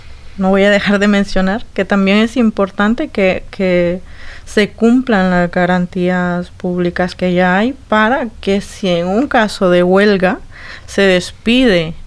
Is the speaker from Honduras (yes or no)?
yes; Honduras; en el caso nuestro específico como hondureñas